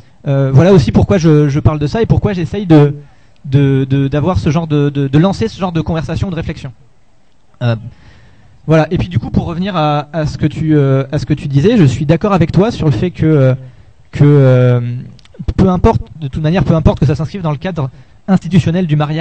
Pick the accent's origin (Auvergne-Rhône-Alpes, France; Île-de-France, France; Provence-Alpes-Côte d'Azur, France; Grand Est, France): Auvergne-Rhône-Alpes, France; Lyon; je suis de Lyon et que je rentre à Lyon, voilà.